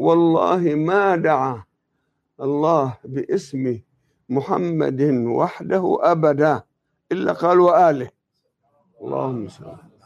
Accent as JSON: {"language": "Arabic", "region": "Jabal Amel", "country": "Lebanon", "said": "أنا لست من منطقة النبطية، أصولنا عاملين من النبطية، لكن أنا من أهلي. إحنا نعتبر النبطية ساحل، إحنا أهل الجبال"}